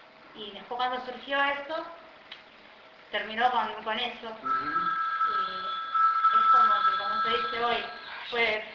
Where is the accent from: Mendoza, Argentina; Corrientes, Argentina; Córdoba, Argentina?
Corrientes, Argentina; yo soy de Corrientes, ¿no? De un pueblo.